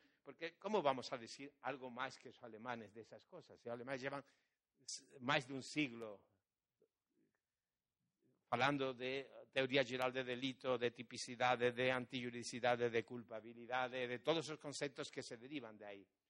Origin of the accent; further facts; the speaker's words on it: Portugal; Spanish is a second language; uno de los problemas que yo tengo como portugués es que nunca estudié portugués, nunca estudié gramática portuguesa